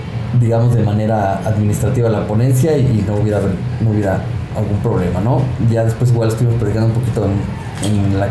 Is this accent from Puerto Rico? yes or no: no; Mexico City, Mexico; Los que somos aquí de la Ciudad de México ya saben que está monstruoso.